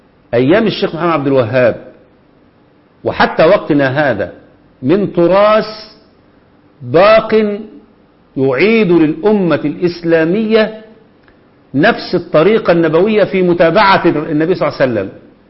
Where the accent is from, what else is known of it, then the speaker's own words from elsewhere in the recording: Egypt; وعندنا في مصر ولله الحمد فاهمين كويس جدا الآن مين العدو